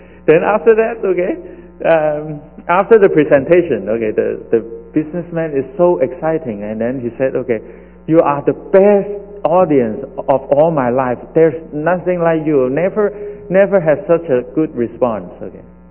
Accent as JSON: {"language": "English", "country": "Hong Kong", "moved": "as an adult", "said": "I come from Hong Kong. I came 1984 as a student, just like most of you."}